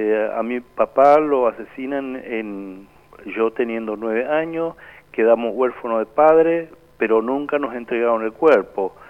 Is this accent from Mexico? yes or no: no; Piribebuy, Cordillera, Paraguay; mi pueblo natal es Piribebuy, yo nací ahí en la compañía 4 de Julio, y bueno, yo recuerdo que cuando asesinaron a mi papá yo tenía 9 años